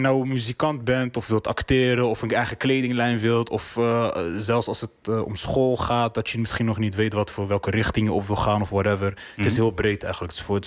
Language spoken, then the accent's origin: Dutch; Zwijndrecht, South Holland, Netherlands; Ik kom zelf uit Zwijndrecht, daar heb je voor de jongeren ook niet heel veel te doen.